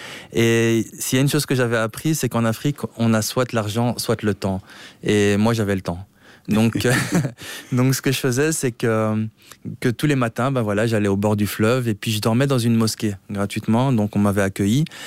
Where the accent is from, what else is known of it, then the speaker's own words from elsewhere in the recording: Brussels, Brussels-Capital Region, Belgium; Oui, j'ai grandi à Bruxelles et à Bruxelles, ben voilà, c'est une ville assez cosmopolite.